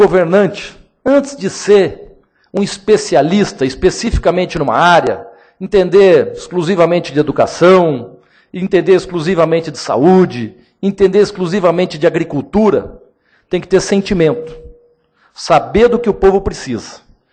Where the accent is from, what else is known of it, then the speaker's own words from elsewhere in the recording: Londrina, Paraná, Brazil; eu sou do interior, sou nascido e criado em Londrina com muito orgulho.